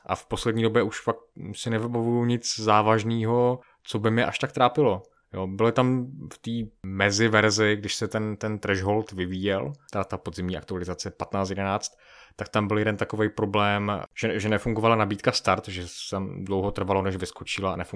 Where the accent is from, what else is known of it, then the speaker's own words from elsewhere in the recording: Moravian-Silesian Region, Czechia; accent: Silesian; Ty tam nemáš ten slezský akcent, já jsem ze Slezska